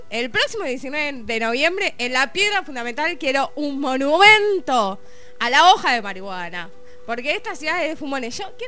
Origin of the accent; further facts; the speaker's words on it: Mar del Plata, Buenos Aires Province, Argentina; en mi ciudad natal, Mar del Plata, todos saben, es inédito eso.